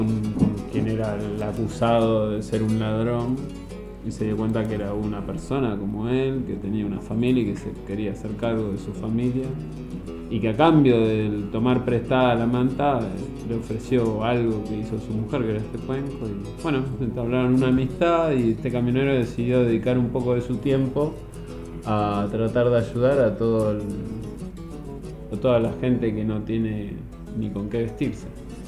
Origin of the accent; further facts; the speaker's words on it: Argentina; Somos, dentro de este territorio somos argentinos, cruzar la frontera y dos cuerpos militares que te dicen que entras a Chile